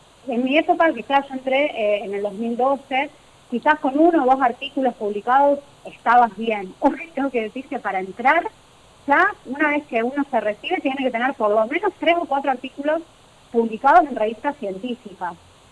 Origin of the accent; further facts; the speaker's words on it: Gálvez, Santa Fe, Argentina; now in Catamarca, Argentina; por eso vivo acá en Catamarca, yo soy de Galvez.